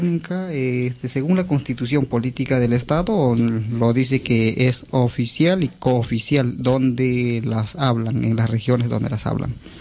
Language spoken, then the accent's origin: Spanish; Central Amazon, Peru; está ubicada en la Amazonía Central del Perú, que lo conocen bastante como Selva Central